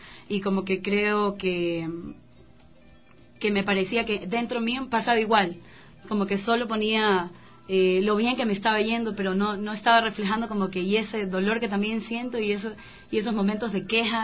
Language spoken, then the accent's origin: Spanish; Guayaquil, Guayas, Ecuador; soy de Guayaquil, por eso esta alegría tan grande que tengo.